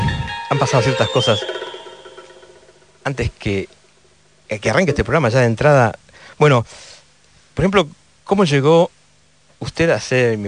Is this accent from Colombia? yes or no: no; United States; Me crié en Estados Unidos y vine de vacaciones una vez en el año 90